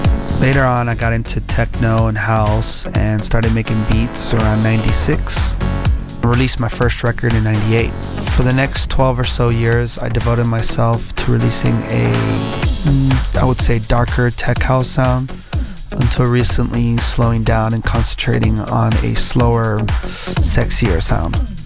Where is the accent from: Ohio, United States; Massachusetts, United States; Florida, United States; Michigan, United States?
Florida, United States; Miami; also born or lived in Dallas; now in Spain; Thanks for tuning in to my Essential Mix. I'm originally from Miami, where I spent the first half of my life. Later on, moved to Dallas. Today, I'm currently living in Spain.